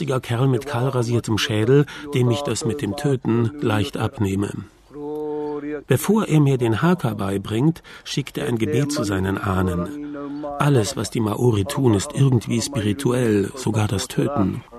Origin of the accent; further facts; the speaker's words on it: Cologne, North Rhine-Westphalia, Germany; Naja, als Kölner bin ich es ja gewohnt, mich zu verkleiden.